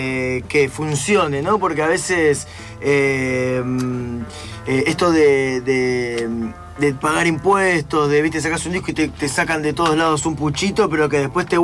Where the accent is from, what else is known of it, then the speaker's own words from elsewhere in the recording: Concepción del Uruguay, Entre Ríos, Argentina; Yo soy de Concepción del Uruguay, por eso soy de la otra costa de Entre Ríos, pero tengo parientes en Paraná.